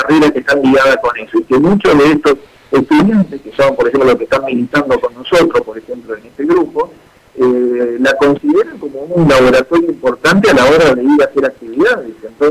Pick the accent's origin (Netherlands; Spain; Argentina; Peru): Argentina; Santa Fe; decimos que somos santafesinos y que tenemos los ríos y demás